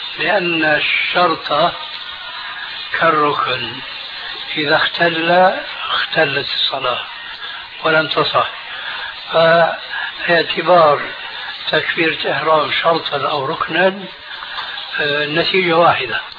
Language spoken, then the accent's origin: Arabic; Syria; خلينا كما يقولون عندنا في سوريا نضربها على الهوية